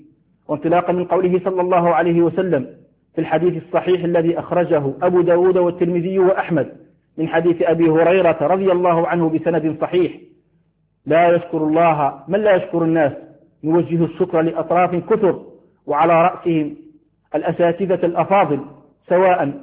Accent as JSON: {"language": "Arabic", "country": "Algeria", "said": "حال الأحوال الجوية في بلدنا الجزائر حرصها الله من كل سوء"}